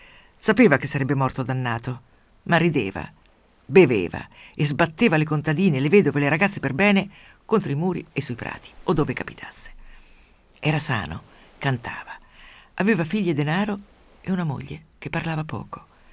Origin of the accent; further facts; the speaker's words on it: Umbria, Italy; Quando ero piccola nel mio paese umbro, cattolicissimo, nell'alta valle del Tevere